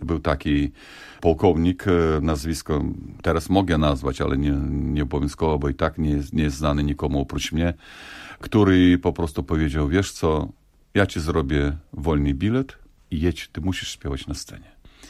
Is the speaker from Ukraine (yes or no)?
yes; Zakarpattia Oblast, Ukraine; Polish is a second language; Tam dostałem się do początkującego pedagoga, też z Zakarpacia, też z moich stron.